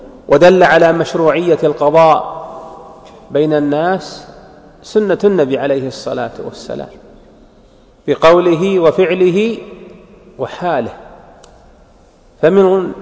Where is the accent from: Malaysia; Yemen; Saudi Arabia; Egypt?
Saudi Arabia; وميز الله هذه البلاد، بلادنا المملكة العربية السعودية